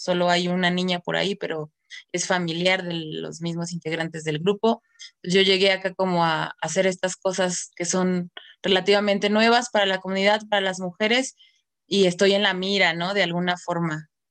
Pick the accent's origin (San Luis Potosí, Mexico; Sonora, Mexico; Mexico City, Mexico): Mexico City, Mexico; born there; tengo solo 7 meses viviendo acá. Yo nací en la Ciudad de México, soy maestra de violín